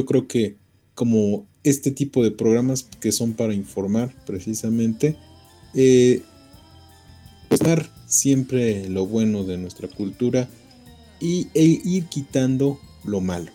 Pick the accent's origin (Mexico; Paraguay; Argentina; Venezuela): Mexico; Pues que como mexicanos, y como bien dice nuestro programa, la búsqueda de una identidad, pues falta, tenemos mucho que aprender sobre nosotros mismos y principalmente valorarnos.